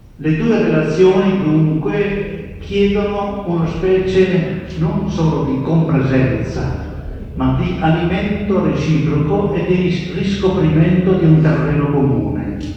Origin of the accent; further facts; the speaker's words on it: Padua, Veneto, Italy; vengo da Padova